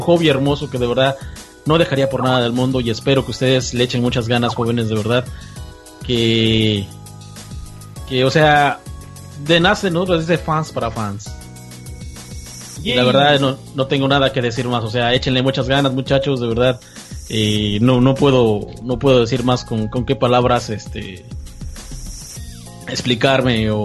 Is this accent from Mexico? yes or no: yes; Mexico; Sigo siendo igual mexicano hasta el nopal y igual que todos ustedes, mis compañeros de México